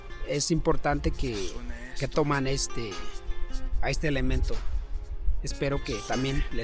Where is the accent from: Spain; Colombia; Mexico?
Mexico; Chiapas; first language Tzeltal; Spanish is a second language; rap, pero con mi expresión original que es Tzeltal, es como transmitir mensaje, transmitir la historia de mi pueblo